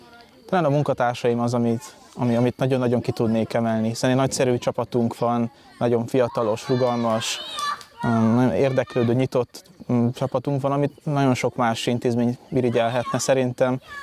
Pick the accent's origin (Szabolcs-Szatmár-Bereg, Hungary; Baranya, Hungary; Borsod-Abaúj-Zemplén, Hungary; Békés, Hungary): Baranya, Hungary; Szentmárton; now in Pécs, Hungary; Szent Mártonból jövök, ami egy hasonló jellegű település hátrányos helyzet tekintetében, és én most jelenleg a egyetemen tanulok Pécsen, tanári szakon